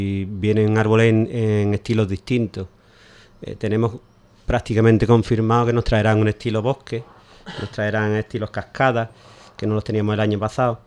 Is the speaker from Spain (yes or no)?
yes; Ubrique, Andalusia, Spain; que somos gente de Ubrique y, como hemos dicho antes, de toda, prácticamente toda la provincia.